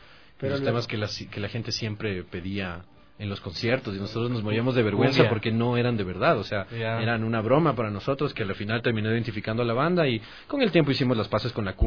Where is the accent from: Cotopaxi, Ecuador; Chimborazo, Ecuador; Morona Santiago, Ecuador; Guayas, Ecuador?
Guayas, Ecuador; Guayaquil; now in Quito, Ecuador; Yo soy de Guayaquil. Soy un poquito lejos.